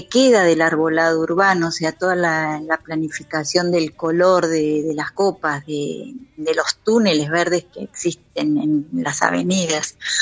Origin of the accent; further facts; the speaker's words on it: Buenos Aires, Argentina; born there; Acá en Buenos Aires.